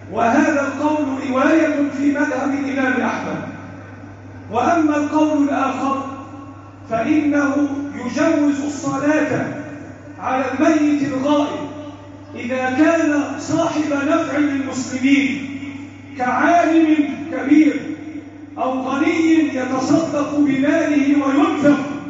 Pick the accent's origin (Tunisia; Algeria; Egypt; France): Egypt; اللهم احفظ بلدنا مصر وسائر بلاد المسلمين،